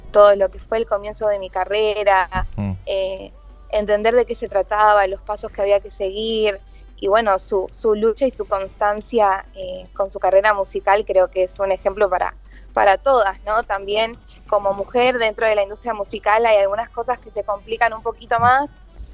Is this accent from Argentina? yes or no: yes; San Justo, Buenos Aires Province, Argentina; Yo soy, bueno, soy del oeste, soy de San Justo.